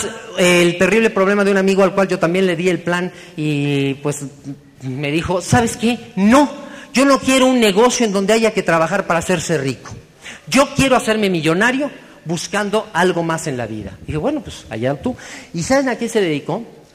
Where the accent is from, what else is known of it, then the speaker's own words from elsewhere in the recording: Mexico; como los mexicanos tuvimos un grave defecto